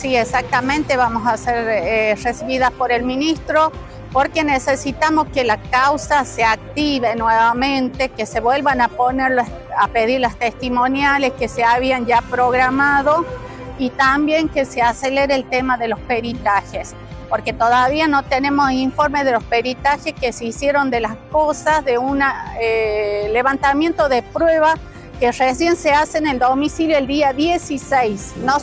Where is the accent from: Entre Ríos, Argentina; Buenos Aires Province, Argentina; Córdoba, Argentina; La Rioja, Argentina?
La Rioja, Argentina; Aimogasta; Sí, nos vinimos de Aymogasta a pedir justicia